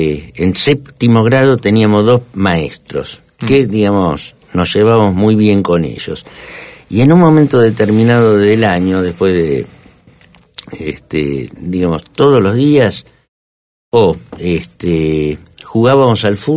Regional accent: Argentina; also born or lived in Bolivia; se conocieron en Bolivia y fruto de su unión nací yo en Bolivia y 2 años después nos vinimos a la Argentina.

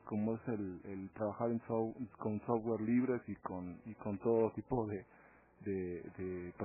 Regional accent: Coyoacán, Mexico City, Mexico; now in Toluca, Mexico; pues nací en el Distrito Federal, ahí en Coyoacán. soy de DF. Ya tiene, no sé, 12 años, 11 años que estoy aquí en Toluca trabajando como músico ya profesionalmente.

